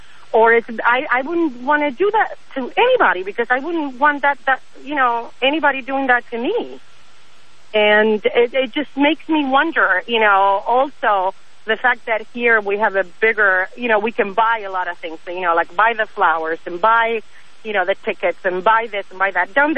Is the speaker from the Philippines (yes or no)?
no; Argentina; Argentina.